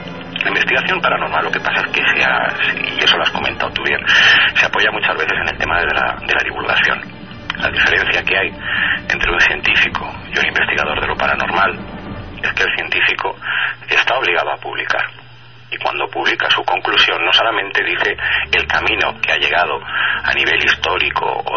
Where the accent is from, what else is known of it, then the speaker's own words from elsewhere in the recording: Palma, Balearic Islands, Spain; born there; also born or lived in Paris / Italy / Vigo / Barcelona; Pero yo nací en Palma de Mallorca, casi en vuelo, como quien dice, porque mis padres estuvieron viviendo una época allí, más tarde estuve viviendo en París, he estado viviendo en Italia, he estado viviendo aquí en España, en Vigo, en Barcelona, en Valencia, en Alicante, en Madrid.